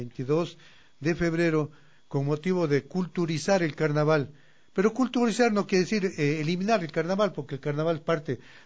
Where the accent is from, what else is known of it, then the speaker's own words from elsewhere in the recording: Cuenca, Azuay, Ecuador; now in Conocoto, Ecuador; yo soy del Valle de Cuenca y ahora vivo en el Valle de Conocoto.